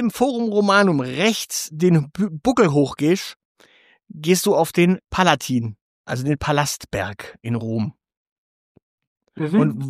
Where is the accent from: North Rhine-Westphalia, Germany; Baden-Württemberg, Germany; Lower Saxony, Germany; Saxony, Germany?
Baden-Württemberg, Germany; Stuttgart; Darum sagte ich, naja, ich bin direkt aus Stuttgart